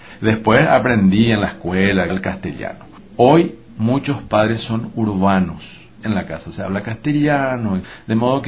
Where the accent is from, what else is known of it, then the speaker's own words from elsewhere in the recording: Paraguay; Nosotros con el guaraní no vamos a ser ricos ni petroleros, pero vamos a seguir siendo paraguayos.